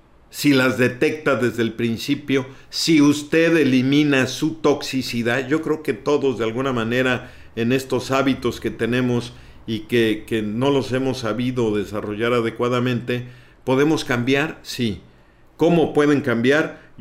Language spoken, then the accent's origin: Spanish; Mexico; Nosotros somos los mexicanos a veces muy sensibles en ese sentido.